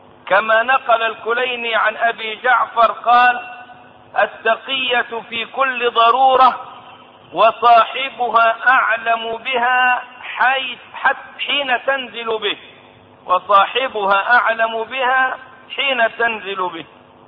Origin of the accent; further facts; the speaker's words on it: Egypt; ومن قريب سمعت داعيتهم المزعوم عندنا في مصر